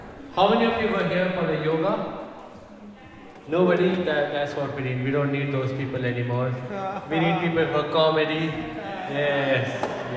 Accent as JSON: {"language": "English", "region": "Uttarakhand", "country": "India", "tie": "born or raised there", "said": "I grew up in India myself, yeah, from this state in the north of India, known as the UK. But people say you don't even have a British accent, yeah."}